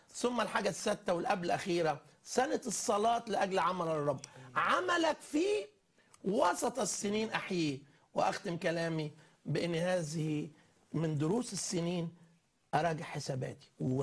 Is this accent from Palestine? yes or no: yes; Bethlehem, West Bank, Palestine; من بيت لحم